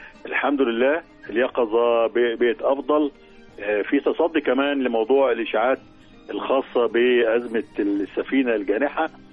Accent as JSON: {"language": "Arabic", "country": "Egypt", "said": "مركزين معانا في الأحداث الموجودة عندنا في مصر وخصوصا في القناة."}